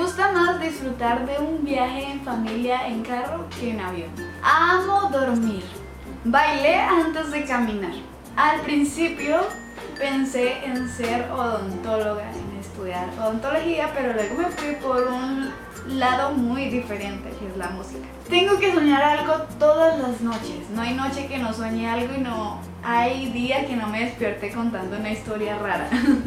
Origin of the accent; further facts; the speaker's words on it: Colombia; Nací el 27 de febrero de 1998. Soy orgullosamente colombiana.